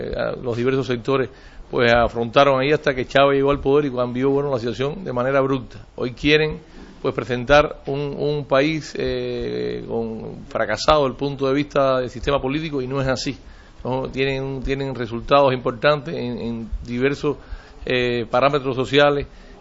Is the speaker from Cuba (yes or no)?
yes; Cuba; Nosotros hemos meditado, lógicamente, como todo cubano, todo latinoamericano